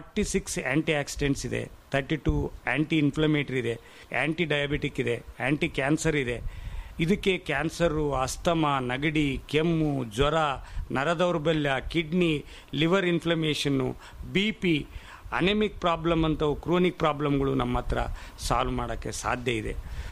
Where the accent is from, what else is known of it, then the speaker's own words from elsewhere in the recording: Budugumpa, Karnataka, India; born there; ನಾನು ಹುಟ್ಟಿದ್ದು ಕಾರ್ಟಿಗೆ ಹತ್ರ ಬೂದುಗುಂಪದಿಂದ ಆಗಿರೋದ್ರಿಂದ